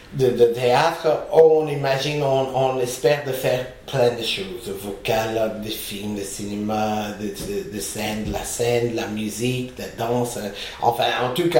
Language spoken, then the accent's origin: French; United States; moved away as an adult; now in France; je suis venu des États-Unis au début des années 80 pour étudier avec le Mime Marceau.